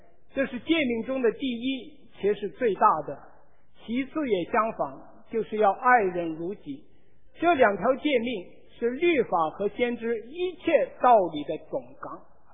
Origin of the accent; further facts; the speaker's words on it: China; 比方我们中国人说，